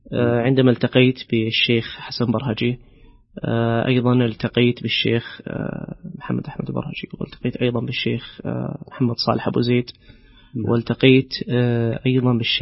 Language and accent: Arabic; Medina, Medina Province, Saudi Arabia; فأنا من مواليد المدينة، أخوكم الصغير من مواليد مدينة رسول الله صلى الله عليه وسلم.